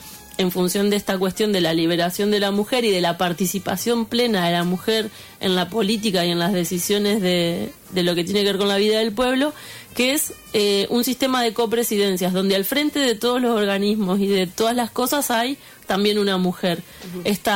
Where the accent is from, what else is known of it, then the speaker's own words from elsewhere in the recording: Concepción del Uruguay, Entre Ríos, Argentina; ahí en Concepción del Uruguay, en mi pueblo